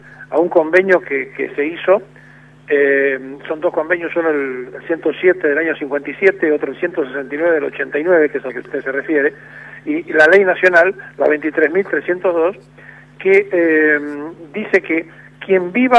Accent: Argentina; Hay un hecho que yo no puedo aceptar como argentino

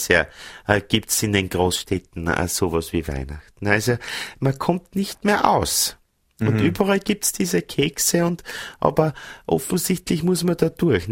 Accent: Vienna, Austria; now in Innsbruck, Austria; Ich rufe an aus Innsbruck. Also ich bin eigentlich Wienerin, ne? Lebe ja, aber jetzt seit 10 Jahren in Innsbruck, habe einen Innsbrucker geheiratet

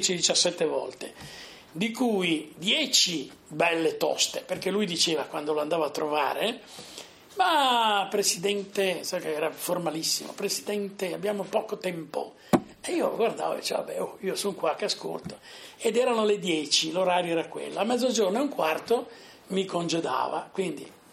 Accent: Sarzana, Liguria, Italy; siamo mezzi toscani, mezzi non siamo più liguri. Io poeticamente dico che la mia terra sarzana è quella zona benedetta da Dio che non è più Liguria, ma non è ancora Toscana

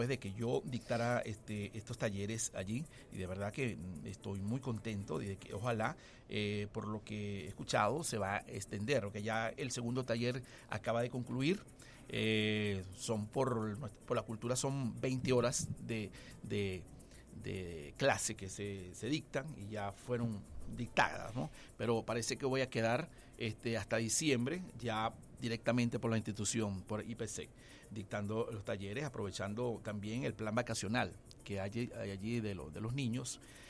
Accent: Anaco, Anzoátegui, Venezuela; Me inicié con el 4 allí en Anaco, en mi tierra. Soy anzoátiguense

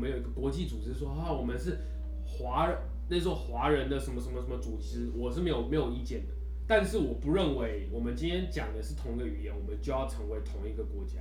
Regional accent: Taiwan; 我觉得我没办法不说我是台湾人，我就是他妈台湾人，我从小到大就是在台湾长大，我的祖先也都是在台湾。

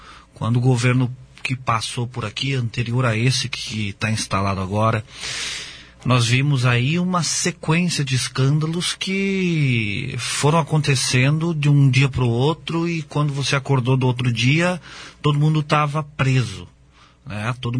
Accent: Foz do Iguaçu, Paraná, Brazil; por Foz do Iguaçu, né? Pela terra onde eu nasci, fui criado e vivo até hoje e pretendo continuar

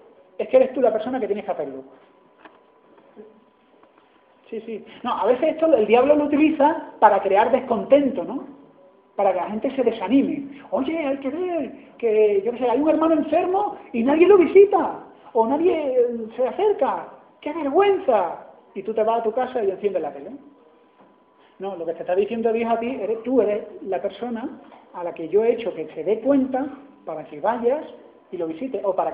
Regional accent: Andalusia, Spain; porque soy andaluz y siempre he sido guasa

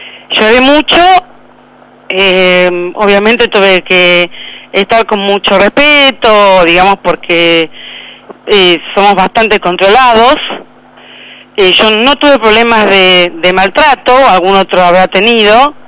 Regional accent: Argentina; Ya van empezando a ir siendo argentinos como yo, digamos

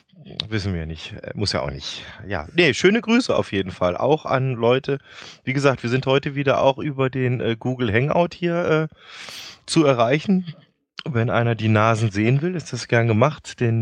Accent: North Rhine-Westphalia, Germany; Weil ich bin im Rheinland groß geworden, es gab bei uns regelmäßig sonntags auch Sauerbraten mit Knödel und Rotkraut.

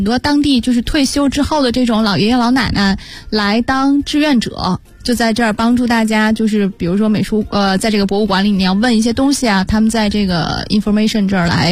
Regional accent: Belgium; 我们讲比利时的时候说过啊，那是我的老家。

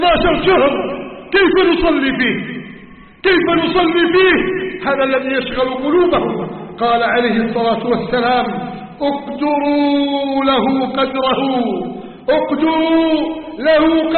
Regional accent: Egypt; اللهم احفظ بلدنا مصر من كيد الكائدين

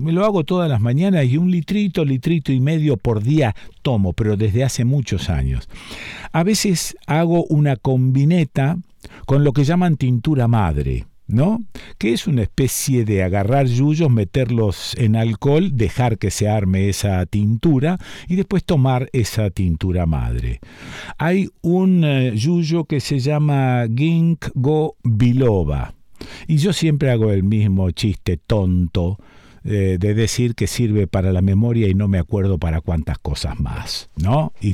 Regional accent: Argentina; Y esto me lleva derecho viejo a pensarnos como argentinos, ya no sé si sudamericanos o qué, pero como argentinos, perdemos la memoria con una facilidad extraordinaria

